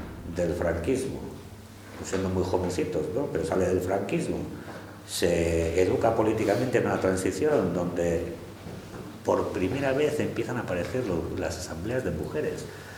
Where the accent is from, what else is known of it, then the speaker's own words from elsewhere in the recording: San Sebastián, Basque Country, Spain; yo estaba en Bilbao, yo soy de Donostia, pero estaba en Bilbao, ya estaba estudiando y me quedo por allí